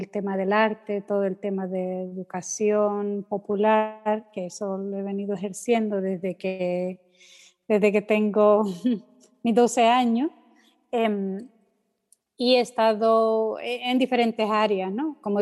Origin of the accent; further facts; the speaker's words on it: El Salvador; El Salvador, y … soy salvadoreña porque nací aquí, pero me considero ciudadana del mundo.